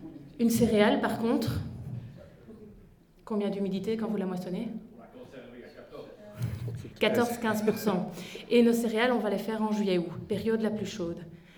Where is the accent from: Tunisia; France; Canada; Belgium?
Belgium; La Roche-en-Ardenne, Wallonia; moi, je ne viens pas du pays de Herve, je viens de la Roche-en-Ardenne et je travaille à Namur.